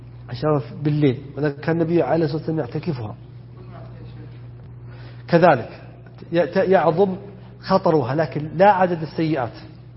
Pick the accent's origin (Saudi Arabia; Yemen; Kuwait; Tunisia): Saudi Arabia; south; موجود عندنا في الجنوب بخصوصا، وقد يكون في الشمال أيضا